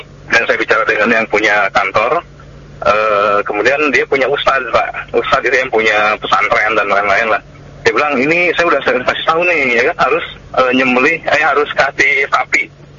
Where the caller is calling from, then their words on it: Tangerang, Banten, Indonesia; Saya dari … Pak di Citra Raya, Tangerang.